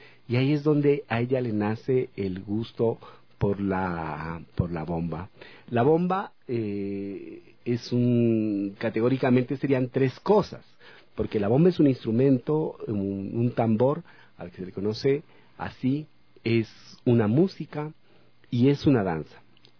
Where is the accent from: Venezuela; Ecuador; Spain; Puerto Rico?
Ecuador; El Chota, Imbabura; born there; now in Ibarra, Ecuador; Yo nací en el Chota, así es que, y viví en Ibarra, ya vivo en Ibarra tanto tiempo, así es que puedo decir que soy ibarreña.